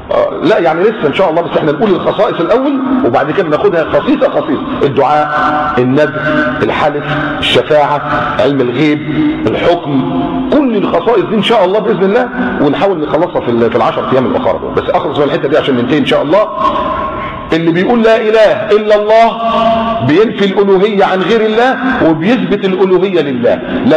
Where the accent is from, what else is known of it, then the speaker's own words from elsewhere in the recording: Egypt; عندنا في مصر كاتبين كده على الضريح بتاع الحسين